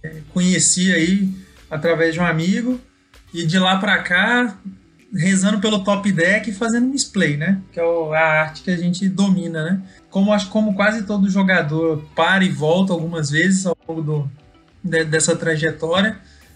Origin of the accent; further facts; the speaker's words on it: Goiânia, Goiás, Brazil; Isso mesmo, sou aqui de Goiânia